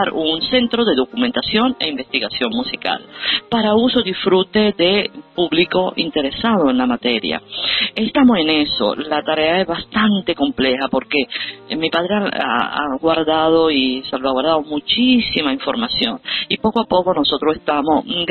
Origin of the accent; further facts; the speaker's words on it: Rome, Lazio, Italy; also born or lived in Venezuela; Yo me crié en Italia, en Roma, mi papá se casó con una italiana, y nosotros, los cuatro hijos de maestros, vivimos en Italia, nos criamos allí